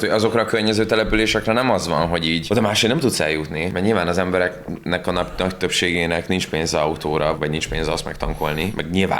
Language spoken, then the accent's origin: Hungarian; Borsod-Abaúj-Zemplén, Hungary; Mádon, konkrétan a felett a település felett van, ahol én felnőttem